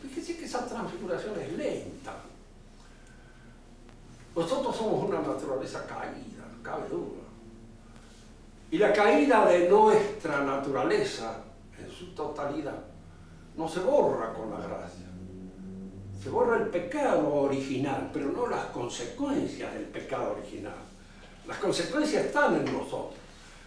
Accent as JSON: {"language": "Spanish", "country": "Argentina", "said": "No hemos elegido ser argentinos, somos. Hemos nacido. Y por el nacimiento somos argentinos."}